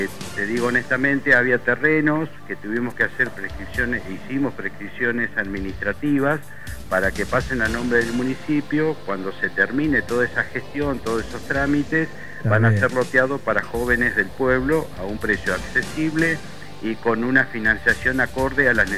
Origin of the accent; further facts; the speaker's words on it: Metileo, La Pampa, Argentina; also born or lived in General Pico; Yo nací en Metileo, me crié acá en la zona y estuve hasta los 18 años y me tuve que ir a trabajar a General Pico. Después, bueno, cuando tuve que hacer una elección de dónde instalarme para mi actividad, elegí de nuevo Metileo y hace 18 años que estoy trabajando de nuevo acá.